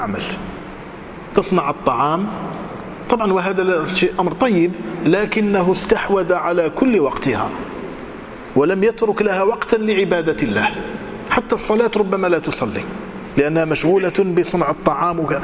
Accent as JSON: {"language": "Arabic", "country": "Morocco", "said": "كانت هي المعتمدة عندنا في المغرب"}